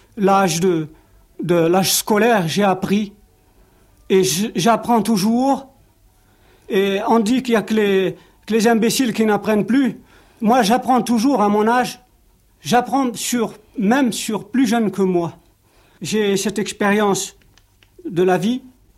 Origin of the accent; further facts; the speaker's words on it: Algeria; born there; Je suis né en Algérie, j'ai été à l'école.